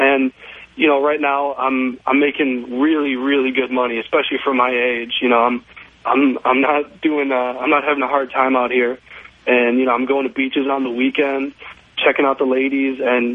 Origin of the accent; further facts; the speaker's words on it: Madison, Wisconsin, United States; I'm 20 years old, and I'm from Madison, Wisconsin. I go to the university there.